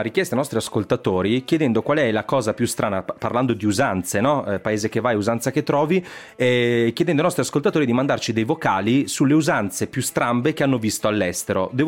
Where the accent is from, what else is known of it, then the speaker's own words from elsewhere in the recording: Verona, Veneto, Italy; now in Milan, Italy; Io da veronese, quando sono arrivato qua a Milano